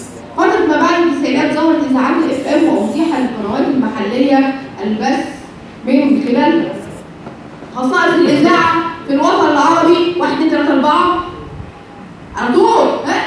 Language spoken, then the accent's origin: Arabic; Egypt; احنا كمصريين كان بتاعنا كان عبارة عن حدود كده